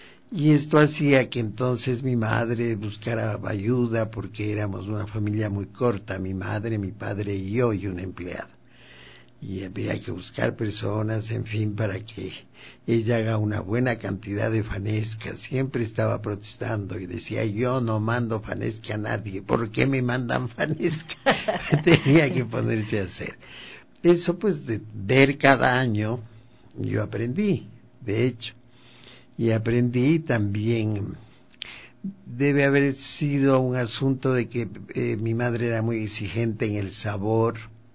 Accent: Baños, Tungurahua, Ecuador; yo soy de Baños de Tungurahua.

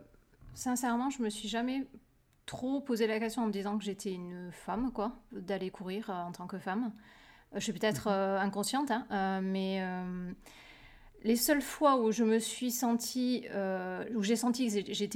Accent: France; quand je cours par chez moi en France, c'est dans la campagne. Je me suis jamais sentie en danger parce que peut-être tout simplement parce que c'est les endroits où j'ai grandi, donc je connais ces endroits depuis que je suis toute petite.

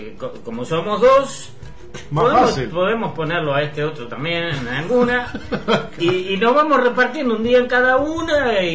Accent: Montevideo, Uruguay; Yo me siento montevideano de todos los barrios.

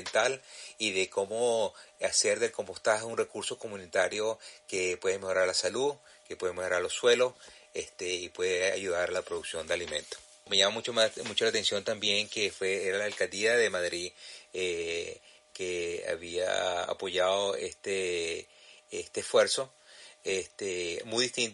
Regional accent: Venezuela; now in New Haven, United States; soy venezolano radicado en la ciudad de New Haven, en el estado de Connecticut, en los Estados Unidos.

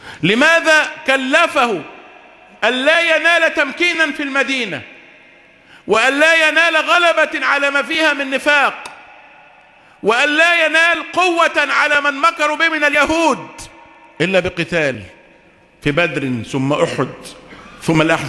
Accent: Egypt; اما احنا مصريين ناس اهل حريات

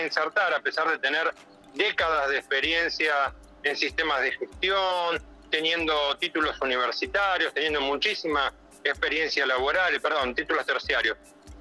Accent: San Martín, Buenos Aires Province, Argentina; Yo soy de la Municipalidad de San Martín, en la provincia de Buenos Aires

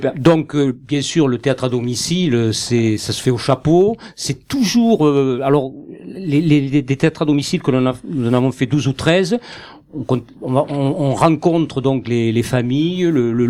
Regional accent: Southern France, France; accent: southern French; lorsque j'ouvre la bouche et que j'ai l'accent du sud

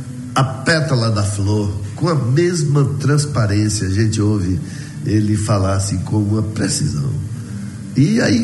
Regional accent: Vitória da Conquista, Bahia, Brazil; also born or lived in Salvador / Rio de Janeiro; morei um tempão lá em Salvador, né? Depois resolvi voltar aqui para minha terra, mas ainda quando eu morava no Rio de Janeiro, antes de voltar para Conquista

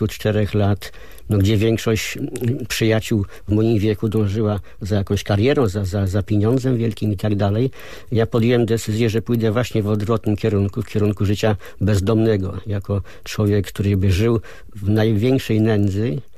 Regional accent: Rzeszów, Subcarpathian Voivodeship, Poland; born there; No ja się urodziłem w Rzeszowie. Rodziców miałem z kręgów intelektualnych, nauczyciele.

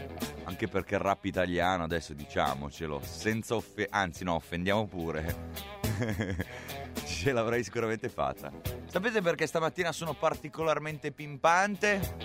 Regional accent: Gallarate, Lombardy, Italy; A Gallarate, il mio paese, la mia città, non credo ci siano.

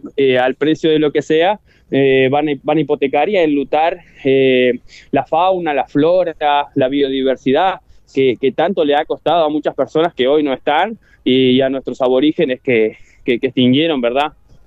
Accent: Paysandú, Uruguay; me crié en el Barrio Sur toda mi vida

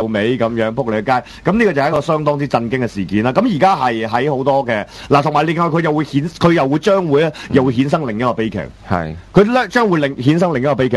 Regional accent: Hong Kong; 不過我哋作為香港人冇辦法，只能夠就係中港區隔嘅啫

